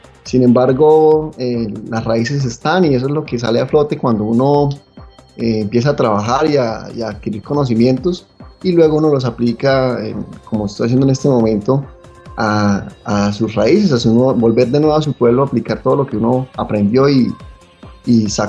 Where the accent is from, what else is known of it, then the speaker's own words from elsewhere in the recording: San Vicente de Chucurí, Santander, Colombia; now in Medellín, Colombia; cuando yo salí del pueblo a estudiar a una ciudad como Medellín, a cambiar de cultura, de región, donde soy santandereano, chucureño, mano, que hablamos así